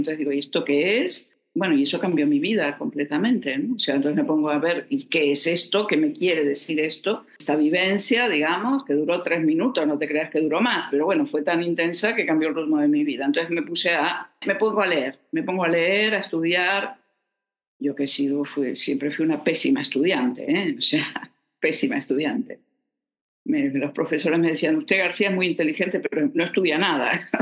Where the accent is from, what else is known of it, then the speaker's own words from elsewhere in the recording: Argentina; born there; nací en Argentina, hija de padres argentinos, pero nieta de cuatro abuelos, tres eran españoles, o sea que mi raíz es española